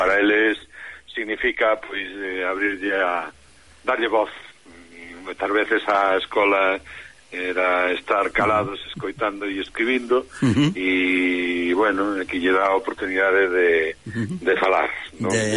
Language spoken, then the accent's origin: Galician; Ourense, Galicia, Spain; now in Pontevedra, Spain; porque somos un Ourense